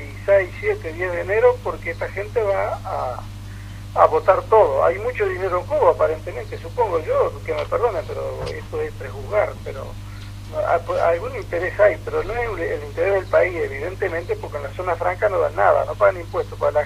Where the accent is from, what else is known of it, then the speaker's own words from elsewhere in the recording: Uruguay; Y nosotros no somos piqueteros de Gualeguaychú, esto hace un mes y medio. Nada por eso, no. Somos uruguayos que estamos muy con el tema del perjuicio que se está haciendo al país.